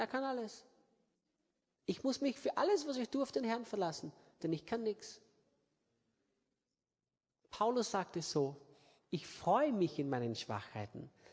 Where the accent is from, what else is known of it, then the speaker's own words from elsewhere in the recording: Austria; wie man bei uns in Österreich sagt, und Sudern.